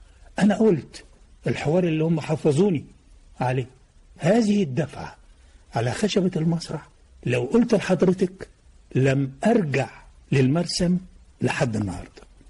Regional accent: Damanhour, Beheira, Egypt; born there; أنا من مواليد مدينة دمنهور

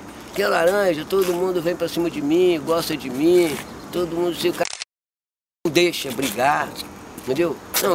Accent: Barra do Jucu, Espírito Santo, Brazil; Sou nascido e criado aqui. Nascido e criado na Barra.

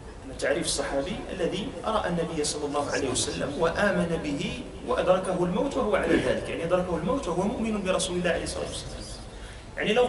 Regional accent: Morocco; كانوا في حال السجادات عندنا في المغرب

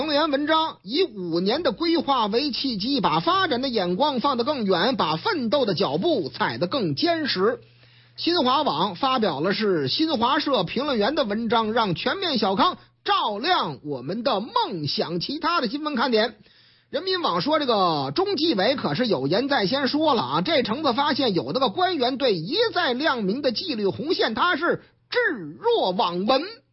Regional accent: Shanghai, China; 虽然说我老家上海嘛

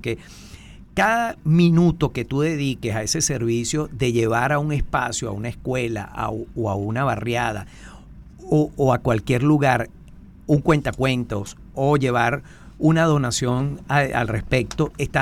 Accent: Venezuela; yo pienso que lo importante también como venezolano es que tenemos que rescatar

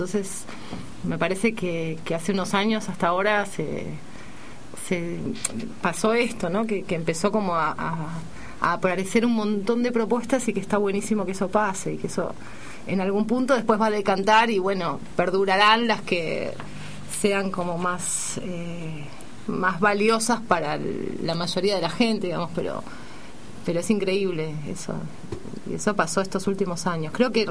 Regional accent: Argentina; le gustó el grupo y nos convocó como representantes argentinas para este proyecto

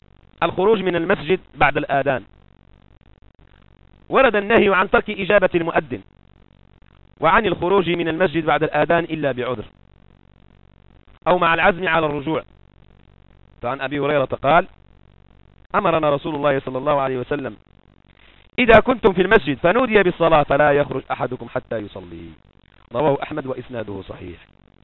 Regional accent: Morocco; كما هو معهود عندنا في المغرب ولله الحمد لا زالوا على هذه السيرة

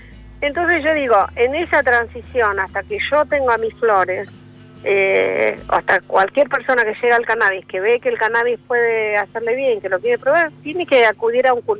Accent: Las Grutas, Río Negro, Argentina; nosotros somos de Las Grutas, provincia de Río Negro, una playa preciosa que los invito a conocer cuando quieran.

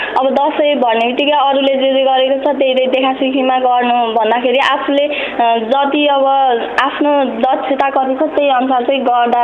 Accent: Bhirpani, Bagmati, Nepal; now in Manthali, Nepal; मेरो घर रामेछाप भिरपानी हो। हाल चाहिँ मन्थलीमा बस्दैछु।

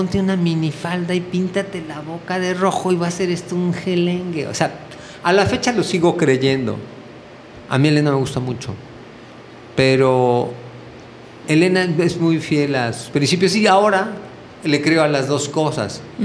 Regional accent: Mexico City, Mexico; now in Amatlán, Mexico; Pero poco a poco nos fuimos moviendo del DF. Nosotros éramos del DF.

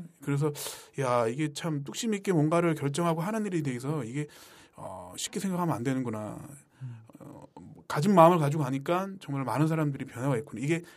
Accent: Sangju, North Gyeongsang, South Korea; 아, 내 고향인데.

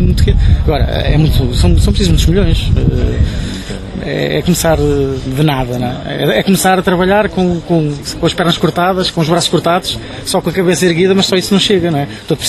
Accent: Oliveira do Hospital, Coimbra, Portugal; porque eu nasci em Oliveira do Hospital, sou da Oliveira do Hospital, e costumo dizer que eu vivo atrás das pedras.

